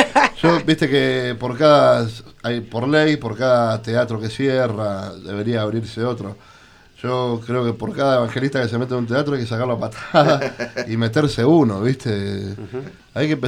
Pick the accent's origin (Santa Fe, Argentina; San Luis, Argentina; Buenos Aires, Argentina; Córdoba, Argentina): Buenos Aires, Argentina; yo me crié en Microcentro, no tuve mucho barrio, digamos, pues me crié en Plaza de Mayo, mi viejo era encargado de un edificio